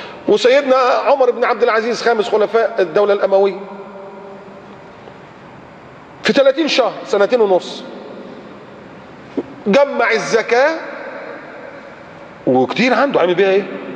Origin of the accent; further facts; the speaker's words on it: Egypt; بلدنا مصر